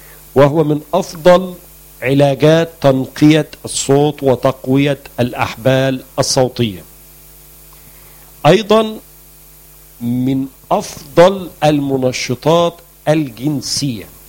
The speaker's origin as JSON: {"language": "Arabic", "country": "Egypt", "said": "موجود عندنا في مصر العديد من أنواع الخل الطبيعي،"}